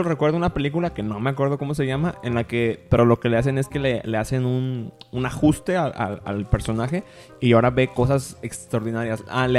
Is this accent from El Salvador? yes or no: no; Mexico; como los mexicanos somos buenos en hacer las cosas, pero de forma así muy rara